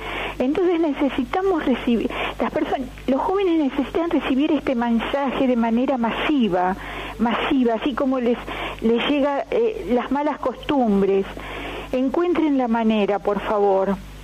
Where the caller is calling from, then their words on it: San Antonio de Padua, Buenos Aires Province, Argentina; de San Antonio de Padua